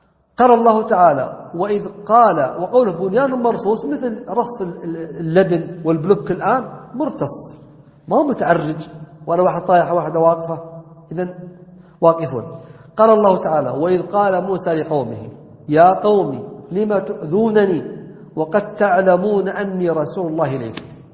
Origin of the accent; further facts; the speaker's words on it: Najd, Saudi Arabia; والعجب أنه بدأ عندنا ينتشر، حنا عندنا في السعودية نجد خصوصا